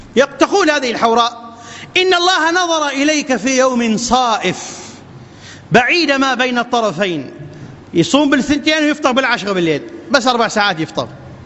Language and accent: Arabic; Iraq; أن تبسط الأمن والأمان في بلادنا العراق وبلاد